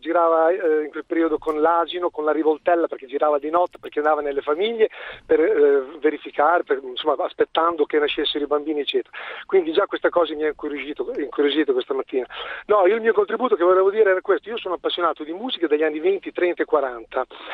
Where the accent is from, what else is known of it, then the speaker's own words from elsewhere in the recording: Predappio, Emilia-Romagna, Italy; now in Forlì, Italy; perché io sono nativo di Predappio